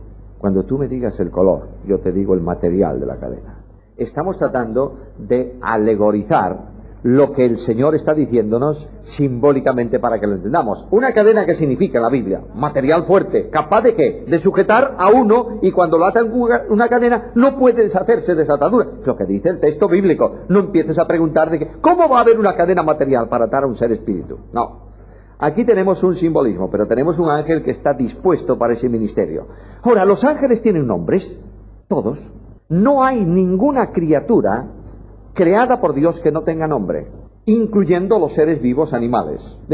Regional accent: Galicia, Spain; Y yo, como gallego, buen gallego, el gallego es un hombre que a una pregunta contesta con otra pregunta.

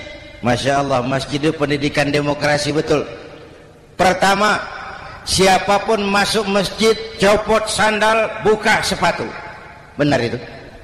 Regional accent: Jakarta, Indonesia; born there; Bahwa saya lahir di Jakarta, itu sih kebetulan.

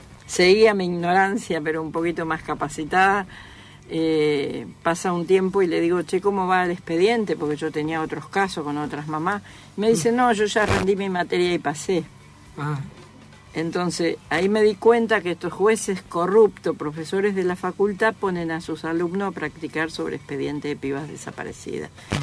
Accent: Misiones, Argentina; Te imaginas que yo vengo de la selva de Misiones, con apenas la primaria hecha.

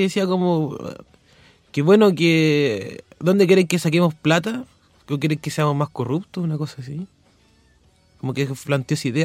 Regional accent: Concepción, Biobío, Chile; Ay, yo soy de Concepción

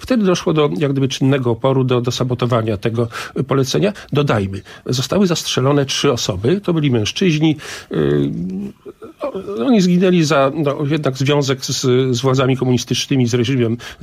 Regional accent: Podlaskie Voivodeship, Poland; Ja z Białostoczyzny mógłbym w tej chwili wymienić kilkanaście nazw wsi

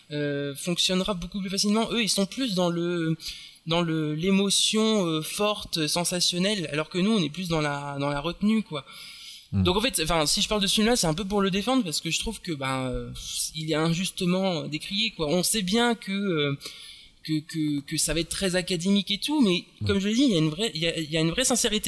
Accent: France; le film s'est un petit peu fait démonter chez nous en France parce que ben nous, on n'aime pas.

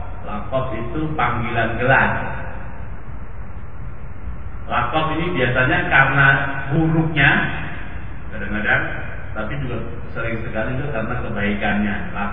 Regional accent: Bangil, East Java, Indonesia; Saya orang Solo, bukan orang Jakarta katanya, dan asli saya orang Bangil, bukan orang mana-mana.

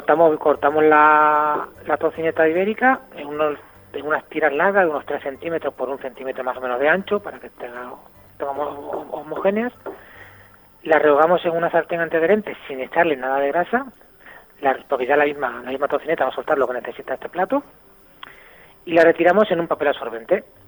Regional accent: Extremadura, Spain; Como se suele decir por mi tierra, por Extremadura, el cerdo hasta los andares

